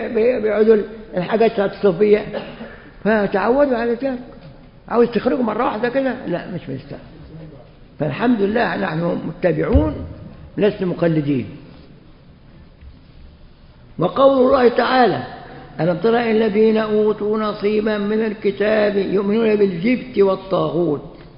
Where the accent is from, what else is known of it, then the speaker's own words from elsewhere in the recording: Egypt; وعندنا في مصر في مطرية